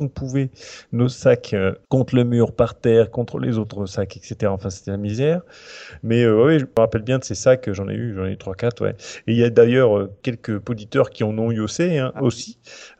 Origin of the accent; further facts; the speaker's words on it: Normandy, France; Alors, bon, je viens de Normandie.